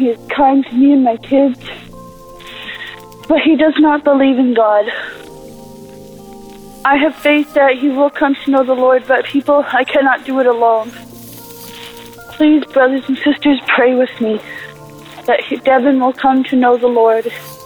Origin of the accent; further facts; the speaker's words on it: Whitehorse, Yukon, Canada; I'm from Whitehorse, Yukon, in Canada.